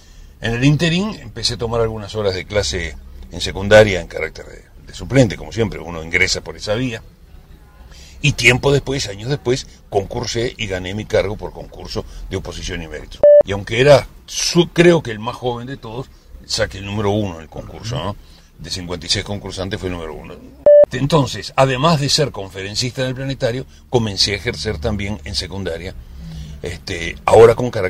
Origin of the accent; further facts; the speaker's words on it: Montevideo, Uruguay; nací en Montevideo y viví en una casa urbana, aunque tenía un hermosísimo jardín, iba con mis padres al campo, particularmente iba todos los años a Minas